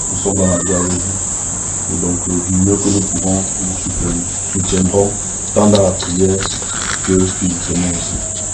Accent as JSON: {"language": "French", "country": "Cameroon", "lives_now": "Morocco", "said": "Je viens du Maroc, mais je suis des vôtres, je suis camerounais, je ne suis pas marocain."}